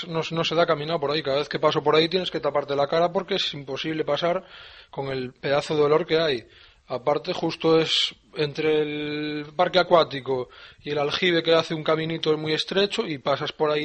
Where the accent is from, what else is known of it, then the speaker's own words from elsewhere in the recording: Galicia, Spain; Yo soy de Galicia y cada vez que sacaba mi perro lo tenía que sacar con una bolsita